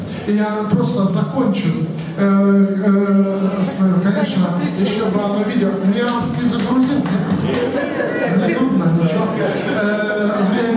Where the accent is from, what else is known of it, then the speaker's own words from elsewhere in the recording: Bryansk, Bryansk Oblast, Russia; от Москвы до, это я сам из Брянска, да, не умещается.